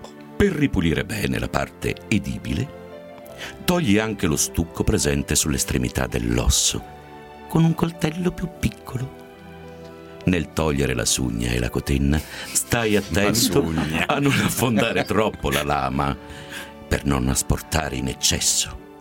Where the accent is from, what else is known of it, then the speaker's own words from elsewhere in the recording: Turin, Piedmont, Italy; born there; quindi molto lontano in realtà dalla mia città natale, che è Torino.